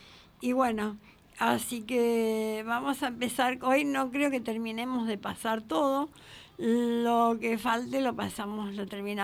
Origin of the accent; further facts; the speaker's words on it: La Matanza, Buenos Aires Province, Argentina; he estado mucho en La Matanza, he vivido en La Matanza y nací en La Matanza también. Y bueno, es un distrito de nuestra Gran Buenos Aires de mucha lucha y mucho compromiso